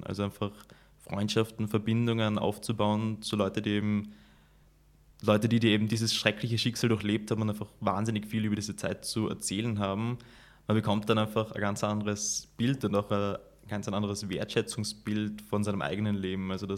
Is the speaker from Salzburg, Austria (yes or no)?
no; Graz, Styria, Austria; now in Chicago, United States; die amerikanischen Städte ja doch einfach ganz anders aufgebaut sind als Graz, wo ich aufgewachsen bin.